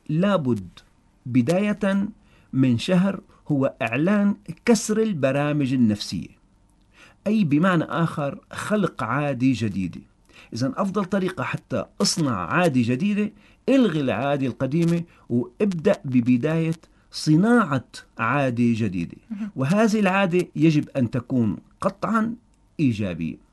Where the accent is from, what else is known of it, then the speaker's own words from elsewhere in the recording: Syria; ونحن بلد ساحلي سواء بطرطوس أو باللاقي أو حتى بالداخل السوري